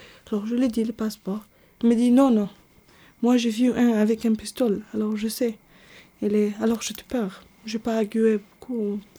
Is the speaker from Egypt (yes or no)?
yes; Egypt; also born or lived in Iraq; Je suis née au Irak. Je suis une femme de 30 ans. Je viens d'Égypte. J'ai une vraie stricte famille, religieusement.